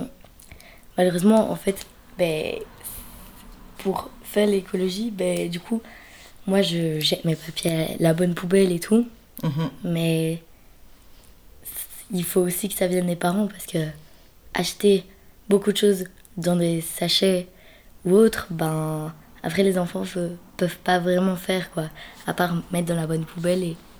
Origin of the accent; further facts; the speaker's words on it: Belgium; j'ai 13 ans, je suis originaire de Belgique, voilà.